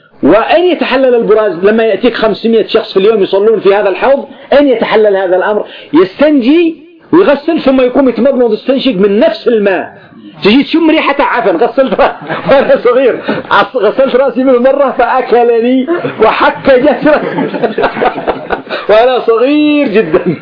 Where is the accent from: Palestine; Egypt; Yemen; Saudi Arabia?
Yemen; أما عندنا في اليمن